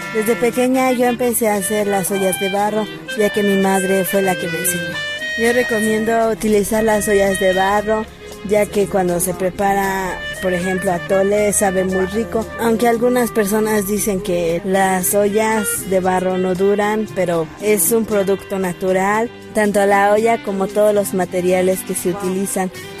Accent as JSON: {"language": "Spanish", "town": "Santa María Tlahuitoltepec", "region": "Oaxaca", "country": "Mexico", "said": "soy de Santa María Tlahuitoltepec del estado de Oaxaca."}